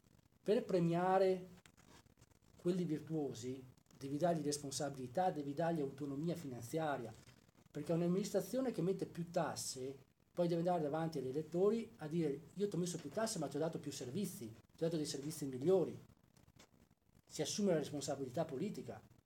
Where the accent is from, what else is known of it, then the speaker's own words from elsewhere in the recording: Veneto, Italy; io vivo in Campania, quindi voglio dire, la mia fidanzata è di Salerno, quindi io sono veneto